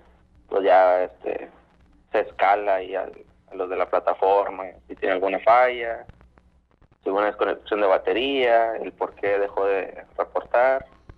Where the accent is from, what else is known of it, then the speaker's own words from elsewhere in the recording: Monterrey, Nuevo León, Mexico; De Monterrey, Nuevo León.